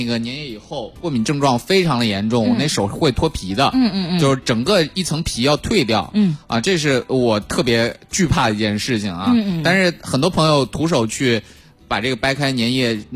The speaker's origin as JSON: {"language": "Chinese", "country": "China", "said": "因为我们中国人其实对这个植物性的食物其实一直以来抗性都还挺强的是吧"}